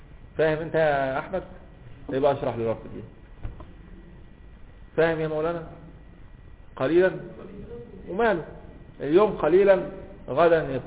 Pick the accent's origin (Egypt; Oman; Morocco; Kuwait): Egypt; Alexandria, Alexandria Governorate; انا اسكندراني